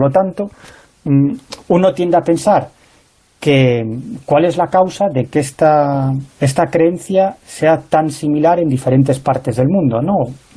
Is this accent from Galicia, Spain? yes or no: yes; Galicia, Spain; creía que era algo propio de mi tierra, de Galicia